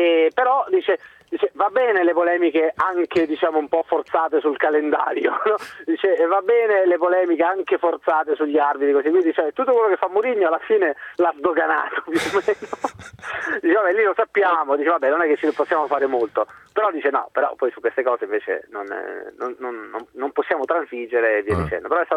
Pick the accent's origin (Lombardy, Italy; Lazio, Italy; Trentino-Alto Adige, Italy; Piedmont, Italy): Lazio, Italy; Rome; now in Madrid, Spain; Lo so, sono di Roma, alla fine, dai, tutti qua ci nasciamo col motorino, dai.